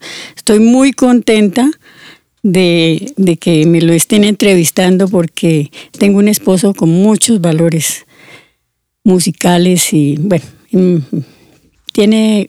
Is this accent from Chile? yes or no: no; Neiva, Huila, Colombia; also born or lived in Santander de Quilichao; Yo soy nacida en Santander de Quilichao, criada en Neiva.